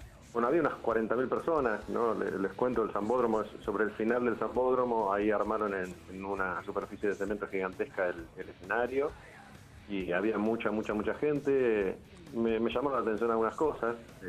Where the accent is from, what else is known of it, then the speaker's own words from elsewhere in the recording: Argentina; cada vez que hablas con un brasilero y decís que sos argentino